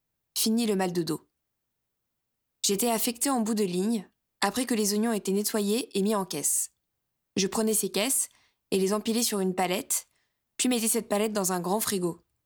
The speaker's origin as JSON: {"language": "French", "town": "Albertville", "region": "Auvergne-Rhône-Alpes", "country": "France", "tie": "born or raised there", "said": "Le 1er novembre, départ de ma ville natale, Albertville"}